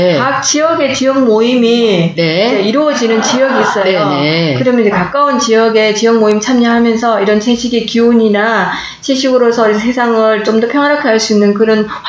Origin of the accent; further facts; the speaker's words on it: Ulsan, South Korea; accent: Gyeongsang; 저 울산이에요.